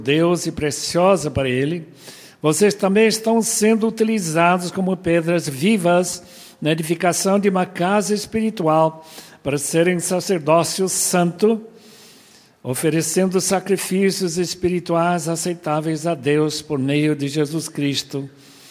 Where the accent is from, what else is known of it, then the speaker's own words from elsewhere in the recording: Bolivia; Minha história é boliviana. Eu nasci na Bolívia em 1929. Pais americanos que foram para lá no ano 23 do século passado